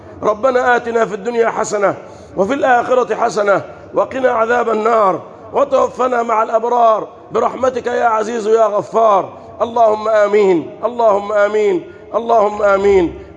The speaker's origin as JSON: {"language": "Arabic", "country": "Egypt", "said": "اللهم احفظ بلدنا مصر"}